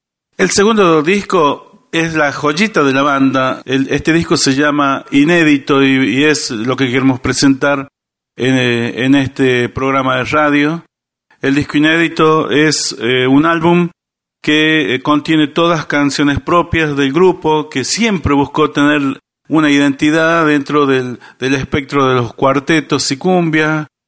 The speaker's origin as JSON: {"language": "Spanish", "town": "Chamical", "region": "La Rioja", "country": "Argentina", "tie": "born there", "said": "nacimos e hicimos base en Chamical, provincia de La Rioja"}